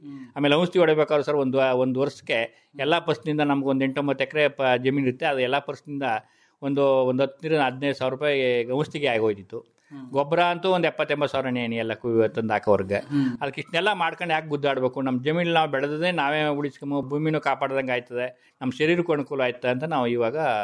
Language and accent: Kannada; Padugur, Karnataka, India; ನಾವು 9th class ವಿದ್ಯಾಭ್ಯಾಸ ಮಾಡಿವಿ ಸರ್. ನಮ್ಮ ಪಡುಗೂರಿನಲ್ಲೇ ಓದಿ 9th class ವಿದ್ಯಾಭ್ಯಾಸ ಮಾಡಿ ಪಡುಗೂರು ಮುಗಿದ ಮೇಲೆ